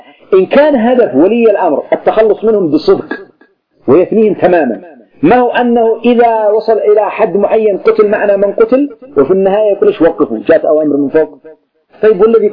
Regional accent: Yemen; مثل القبائل عندنا في اليمن تبغي حاشد على سنحان واعتدت عليها

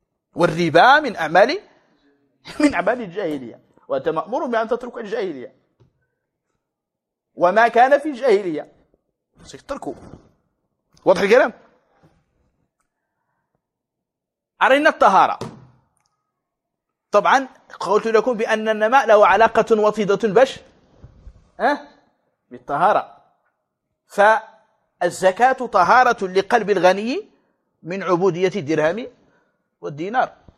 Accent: Morocco; حنا المغرب هادو المغاربة المحتفين

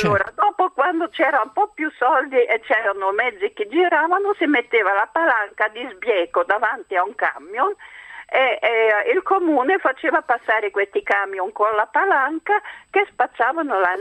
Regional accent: Bavaria, Germany; io sono cresciuta in Baviera, nelle montagne, ai tempi di guerra e post-guerra.

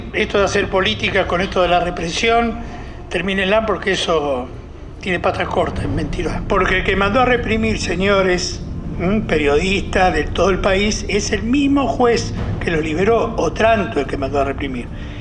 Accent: Argentina; Nosotros somos argentinos, tenemos una ley y estamos ajustados a derecho.

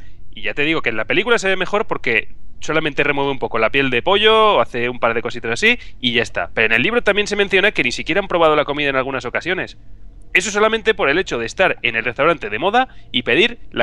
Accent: Zaragoza, Aragon, Spain; la Universidad de Zaragoza, ¿vale? De mi tierra.

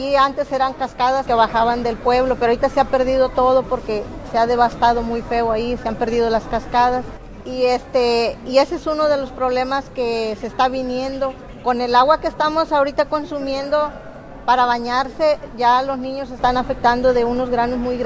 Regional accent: Ozuluama, Veracruz, Mexico; vengo de norte de Veracruz, de Usuluama, Veracruz

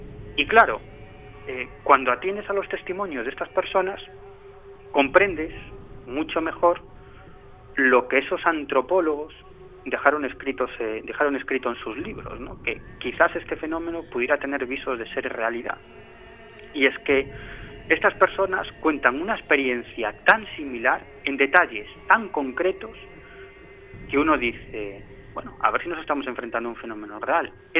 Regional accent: Galicia, Spain; Yo soy gallego, por lo tanto, ¿qué voy a decir yo de Galicia?

